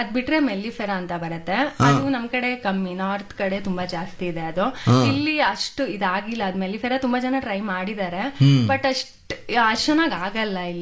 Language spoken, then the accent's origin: Kannada; Sagara, Karnataka, India; Actually ನನ್ನ ಊರು ಸಾಗರ.